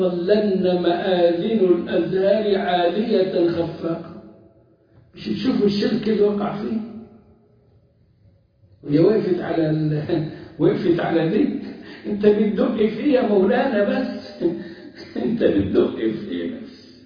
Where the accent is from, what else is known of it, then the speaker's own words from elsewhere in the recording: Egypt; أما إحنا كمصريين فمفتاح كلامنا